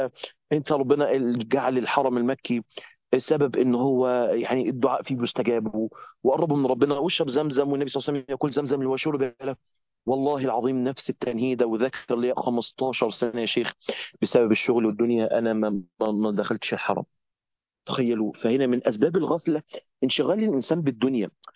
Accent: Egypt; فبكلمه ازيك واخبارك ايه واحنا مصريين ومش عارف ايه

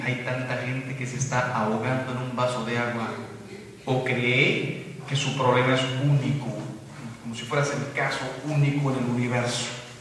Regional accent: Mexico; yo se los digo como mexicano. Soy mexicano.

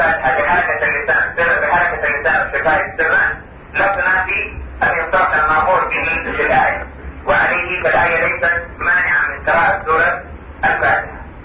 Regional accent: Saudi Arabia; عندنا في المملكة العربية السعودية

